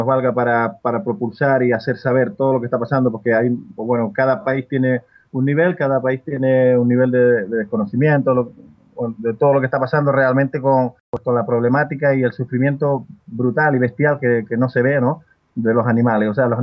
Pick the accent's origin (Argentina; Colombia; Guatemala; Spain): Spain; Canary Islands; yo en el caso mío, yo soy canario